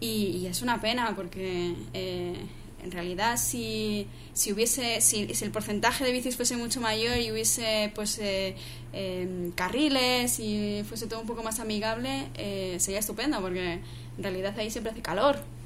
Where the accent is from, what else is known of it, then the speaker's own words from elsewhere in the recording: Valladolid, Castile and León, Spain; No, bueno, yo soy de Valladolid.